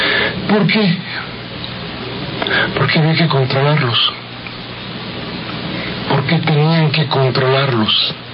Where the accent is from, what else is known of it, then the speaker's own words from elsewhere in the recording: Mexico; se juntaron con los amigos para celebrar que seguimos siendo mexicanos.